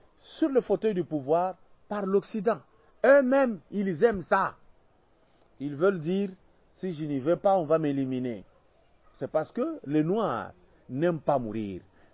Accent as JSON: {"language": "French", "country": "DR Congo", "said": "je suis Congolais. Je suis de la RDC."}